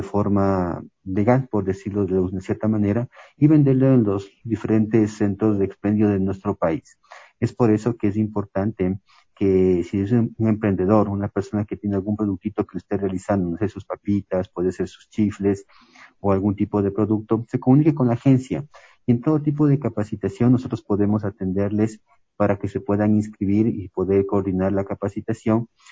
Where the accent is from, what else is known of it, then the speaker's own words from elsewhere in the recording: Ecuador; los emprendimientos que tenemos como ecuatorianos